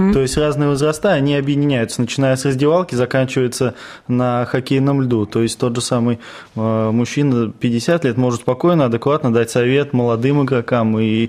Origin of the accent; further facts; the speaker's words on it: Vladimir Oblast, Russia; now in Ivanovo, Russia; Я в Иваново приехал из другой области, из Владимирской, отучился здесь.